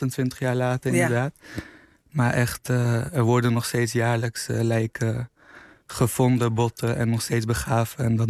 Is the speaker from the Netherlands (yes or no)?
no; Afghanistan; Nee, ik ben zelf Afghaans.